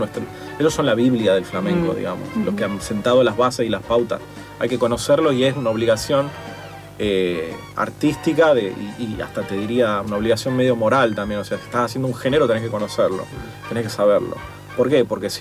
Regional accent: Tucumán, Argentina; yo soy de Tucumán, uh-huh, y yo cuando fui a Sevilla a estudiar, la verdad que era como, se parecía muchísimo más a mi pueblo, a Tucumán, que la ciudad misma.

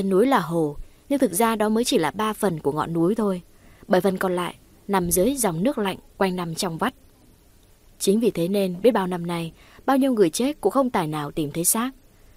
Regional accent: Kim Bảng, Hà Nam, Vietnam; Quê mình thì có thể là các bạn biết rồi đấy, sông núi khá nhiều, đặc biệt là bên Kim Bảng có chùa Ông bên cạnh chùa Bà Đang.

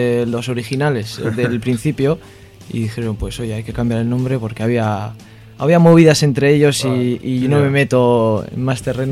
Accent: Bilbao, Basque Country, Spain; Es una pregunta personal como bilbaíno.

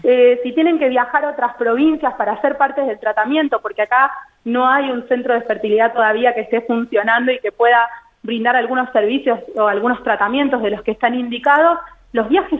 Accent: Buenos Aires, Argentina; yo soy de Buenos Aires, me mudé acá hace unos años, sí. Hice toda mi formación y mi residencia en un hospital del conurbano, en Buenos Aires

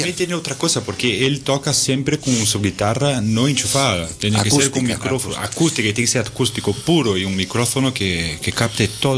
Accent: Brazil; Spanish is a second language; como Caro y yo somos de Brasil

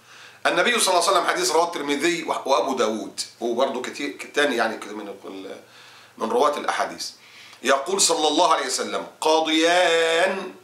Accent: Egypt

